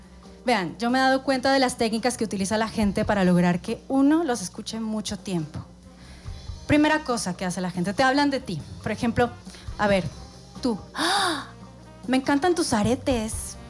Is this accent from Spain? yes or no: no; Colombia; Así es, soy colombiana. También soy madrastra.